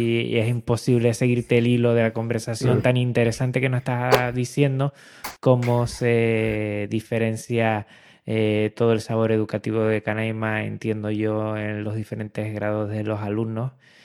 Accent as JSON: {"language": "Spanish", "region": "Canary Islands", "country": "Spain", "said": "Yo que soy de Canarias, tengo muchos lazos con Venezuela"}